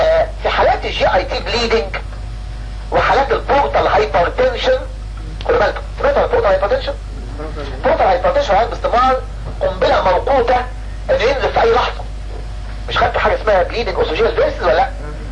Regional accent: Egypt; والناس عندنا في مصر ما تحبش اللونج تيرم ثيرابي

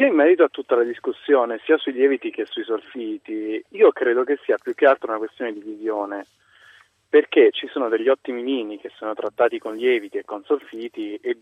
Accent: Abruzzo, Italy; Io sono abruzzese, conosco dei Montepulciani

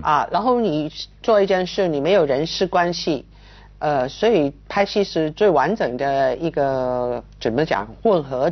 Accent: Guangdong, China; 像我们广东人说

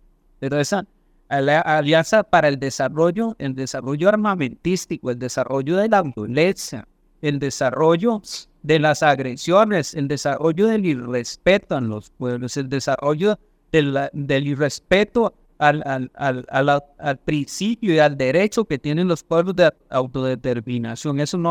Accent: Costa Rica; Por lo menos como costarricense

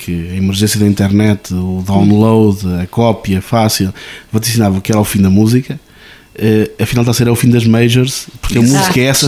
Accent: Portugal; Que raça de lista somos nós portugueses

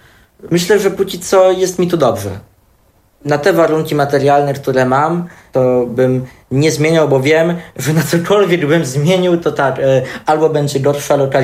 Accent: Włodawa, Lublin Voivodeship, Poland; Ja we Włodawie się wszędzie poruszałem pieszo. Jednak no, pochodzę z tego małego miasteczka, wychowałem się w tej no, tak zwanej klasie robotniczej

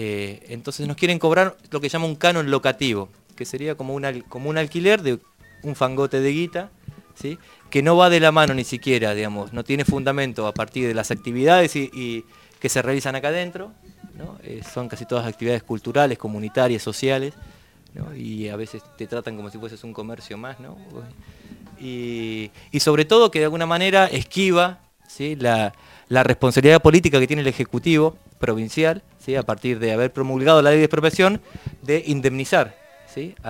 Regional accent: La Plata, Buenos Aires Province, Argentina; Los que somos de La Plata vemos cómo de a poco el negocio inmobiliario, ¿no? va creciendo cada vez más

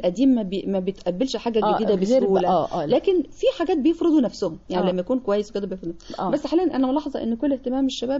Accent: Nag Hammadi, Qena Governorate, Egypt; نجا حمادي

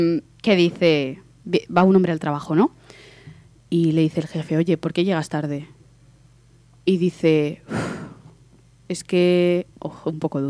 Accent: Zaragoza, Aragon, Spain; yo soy maña, ¿vale? Yo nací en Zaragoza, pongo contexto.

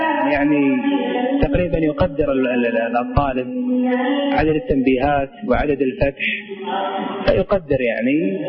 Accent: Bahrain; احنا عندنا في البحرين ترشيح المسابقات الدولية يكون فيها اختبار

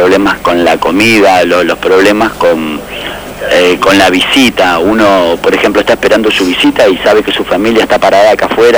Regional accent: Capilla del Señor, Buenos Aires Province, Argentina; De Capilla del Señor.

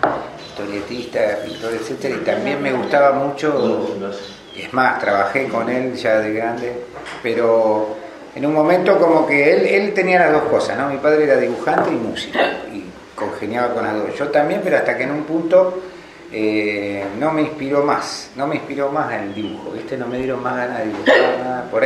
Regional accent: Morón, Buenos Aires Province, Argentina; born there; now in Bariloche, Argentina; No, nací en Buenos Aires, en Morón. Y vine en el año 69.

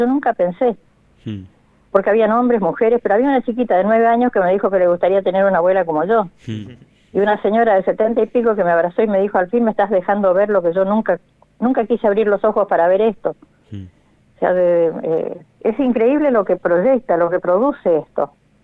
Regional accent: Berazategui, Buenos Aires Province, Argentina; yo soy de Berazategui

